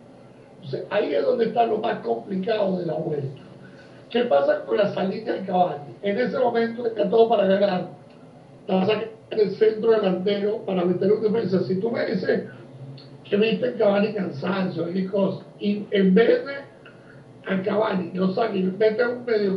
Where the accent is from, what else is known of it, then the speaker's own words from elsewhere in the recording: Uruguay; Yo, más que como uruguayo